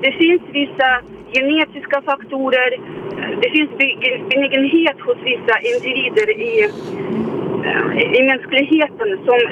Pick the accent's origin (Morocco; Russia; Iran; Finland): Russia; now in Sweden; nu har jag inte växt upp i Sverige. Jag kommer ursprungligen från Ryssland.